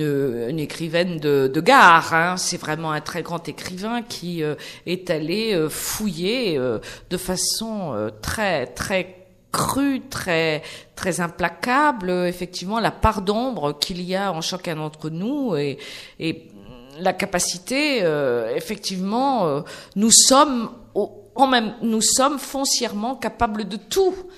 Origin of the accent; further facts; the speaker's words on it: Nantes, Pays de la Loire, France; moi, je suis nantaise